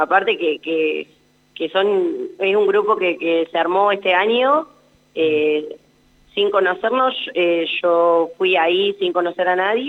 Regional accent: Anguil, La Pampa, Argentina; now in Santa Rosa, Argentina; después soy de Anguil, jugué mucho tiempo en Anguil.

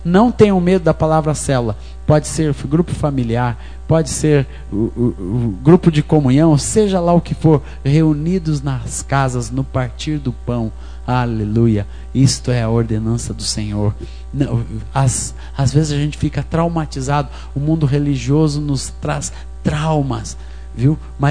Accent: Coronel Fabriciano, Minas Gerais, Brazil; Hoje mesmo estava marcando lá um evento em Coronel Fabriciano, minha cidade natal.

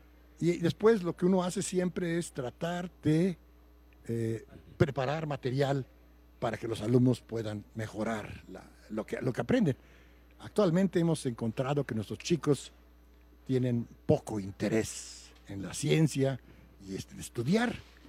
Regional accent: Puebla, Mexico; moved away as an adult; now in Mexico City, Mexico; tendría que decir que soy poblano, no sé si será bueno o malo. Después de eso estudié en la escuela en Puebla

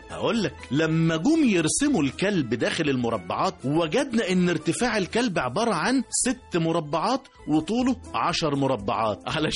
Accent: Egypt; وفضلنا كمصريين نتوارثها جيل بعد جيل لأكتر من 7000 سنة

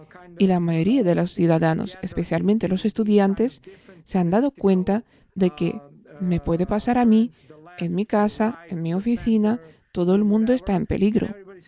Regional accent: Serbia; born there; Spanish is a second language; Incluso para mí, que nací en Yugoslavia, tenía 1 o 2 años cuando Yugoslavia se desintegró.

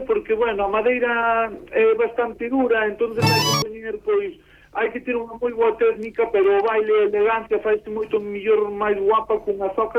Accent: Mondoñedo, Galicia, Spain; na zona de onde son eu, a zona de Alfós, Mondoñedo

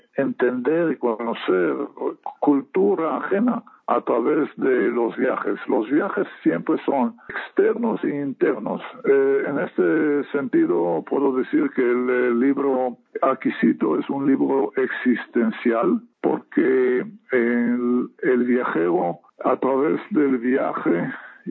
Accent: Israel; Spanish is a second language; el radio proviene de Europa, a mi tierra natal, que es Israel

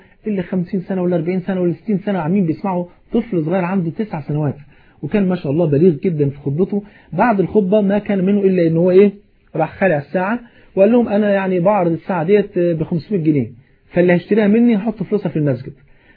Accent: Egypt; حتى المثل البلد عندنا في مصر يقول ايه

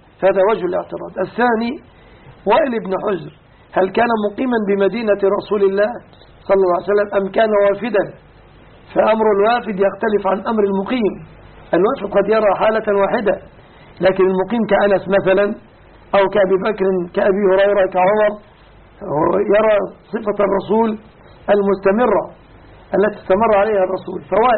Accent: Egypt; وأن يحفظ بلادنا مصر

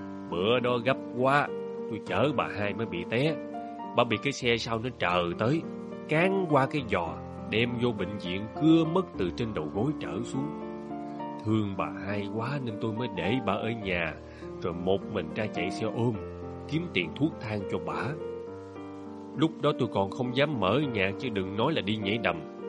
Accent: Long Ho, Vĩnh Long, Vietnam; Quê tôi dưới Long Hồ, ba má tôi sanh tôi ở dưới. Dưới quê mà, làm miếng đặt tên con nên … cho nó gọn.

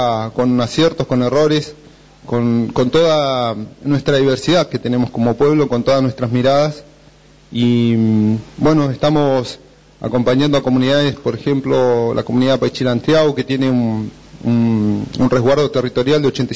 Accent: Bariloche, Río Negro, Argentina; vengo de Bariloche

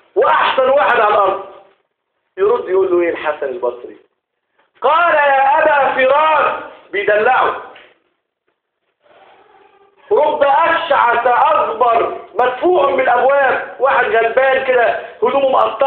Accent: Egypt; اللهم ارض بلدنا مصر

